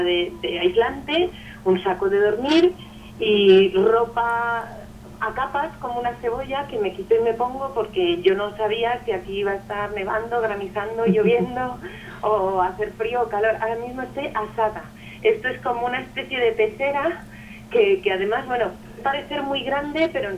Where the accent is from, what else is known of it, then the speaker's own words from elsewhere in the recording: Madrid, Community of Madrid, Spain; born there; now in Guadalajara, Spain; soy madrileña de nacimiento, pero ahora vivo en Guadalajara